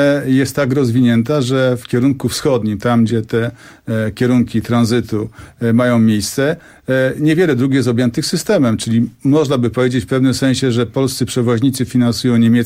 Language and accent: Polish; Silesian Voivodeship, Poland; ponieważ jestem ze Śląska, to tytkę też mamy już gotową.